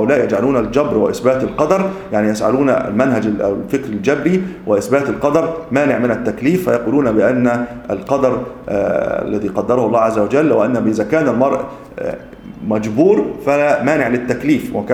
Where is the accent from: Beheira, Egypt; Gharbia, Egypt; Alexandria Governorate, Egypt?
Gharbia, Egypt; Tanta; السيد البدوي الذي موجود عندنا في طنطا